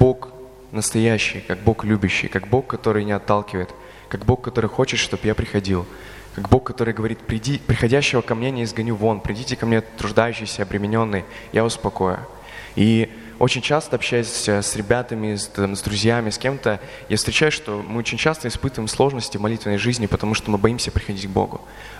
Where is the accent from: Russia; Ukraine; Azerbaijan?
Russia; Belgorod, Belgorod Oblast; я вообще из Белгорода